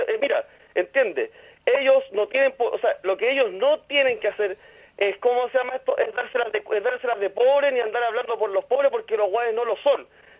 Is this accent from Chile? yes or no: yes; Santiago, Santiago Metropolitan Region, Chile; yo soy de Cuma, yo soy de aquí de la Pobla de la Universidad de Chile, que está al lado de la Victoria.